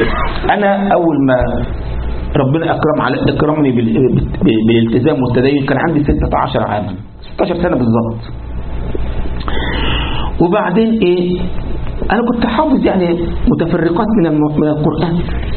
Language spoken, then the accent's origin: Arabic; Egypt; تعرف عندنا في مصر الثانوية العامة دي يعني إيه؟